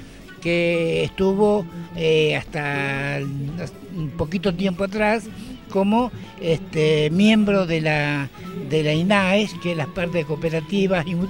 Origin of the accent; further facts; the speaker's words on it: Argentina; es un recordatorio a todo lo que nos pasó como argentino